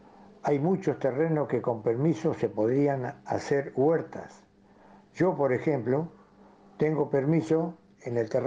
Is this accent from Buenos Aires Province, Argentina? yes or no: no; Corrientes, Argentina; Bueno, como ya dije, me crié en Corrientes.